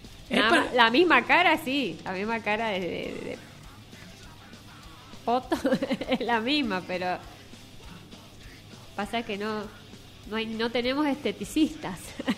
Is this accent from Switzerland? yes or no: no; Rivadavia, Argentina; No, yo, discúlpeme, yo soy de Rivadavia.